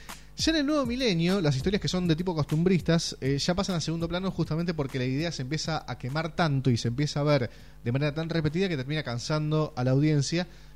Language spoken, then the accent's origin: Spanish; Argentina; lo que nos sucedía como país, una Argentina que estaba en el infierno total.